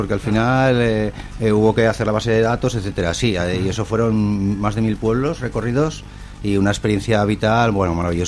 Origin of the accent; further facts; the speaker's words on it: Gurrea de Gállego, Aragon, Spain; En mi pueblo.